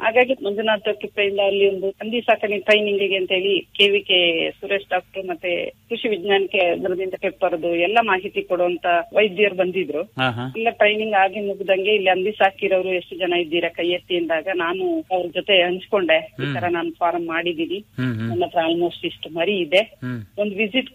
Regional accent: Karnataka, India; ನಾನು ಹುಟ್ಟಿ ಬೆಳೆದಿದ್ದು ಮಂಡ್ಯ ಡಿಸ್ಟಿಕ್ ಕೇರ್ಪೇಟೆ ತಾಲೂಕಿನಲ್ಲಿ.

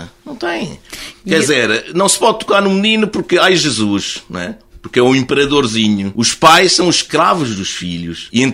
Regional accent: Macau; Eu sou de Macau, gosto de falar de imperadores.

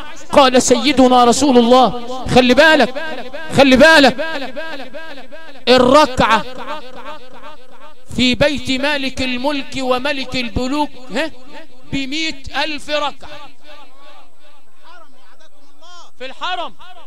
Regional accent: Sharqia Governorate, Egypt; وعندنا في الشرقيه

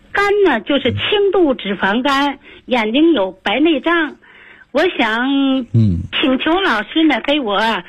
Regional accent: Tianjin, China; 我来自天津河东区，今年71岁。

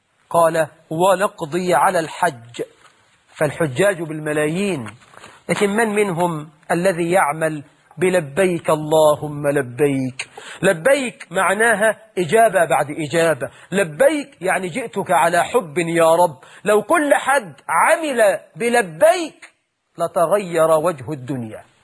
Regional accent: Egypt; اللهم جنب بلدنا مصر كل الفتن ما ظهر منها وما بطن

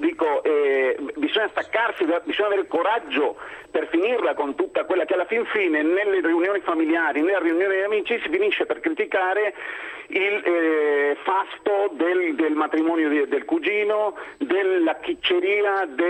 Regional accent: Argentina; io sono argentino

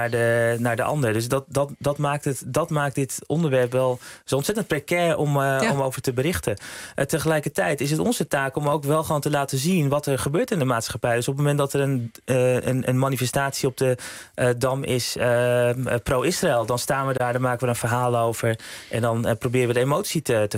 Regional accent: Amsterdam, North Holland, Netherlands; Ik ben opgegroeid in Amsterdam Nieuw-West.

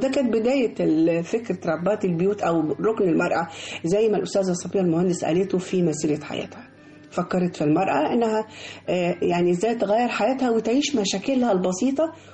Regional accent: Egypt; لان احنا كلنا ولاد مصر

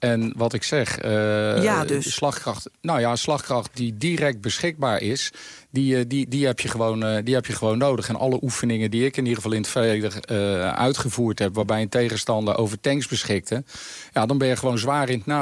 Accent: Netherlands; En daar zijn we eigenlijk als Nederlanders ook heel erg goed in.

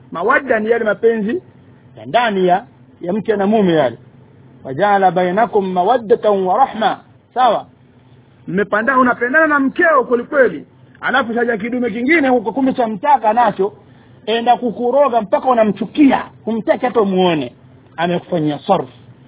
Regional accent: Tanga, Tanga Region, Tanzania; kule kwetu kule Tanga kule itwa limbwata hiyo.

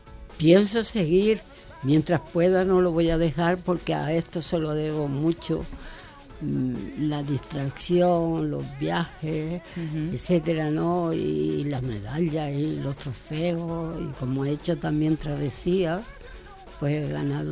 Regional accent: Canary Islands, Spain; Primero estuve, por supuesto, en Zaragoza, en Canarias, porque soy de Canarias. Después estuve en Zaragoza

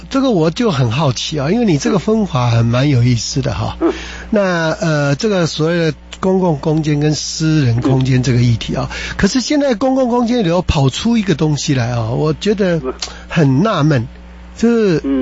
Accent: Taiwan; 那这当然跟我台湾人有仇啊

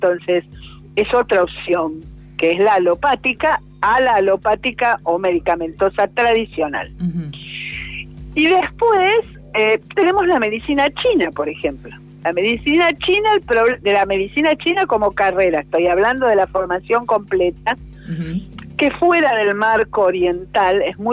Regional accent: Basque Country, Spain; Yo creo en esas cosas, soy vasca. No, en serio, soy vasca.

